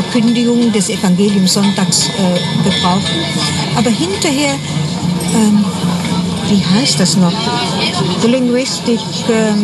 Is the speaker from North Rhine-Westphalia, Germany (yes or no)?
no; Rhineland-Palatinate, Germany; Nein, ich komme aus der Vulkaneifel.